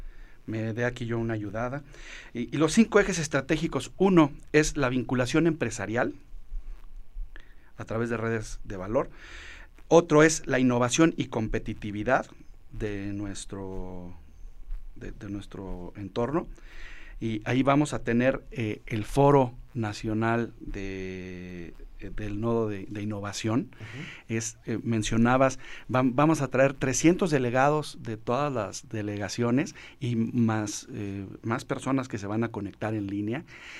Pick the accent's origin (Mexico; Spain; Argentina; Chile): Mexico; San Juan del Río, Querétaro; somos San Juan del Río Querétaro, claro.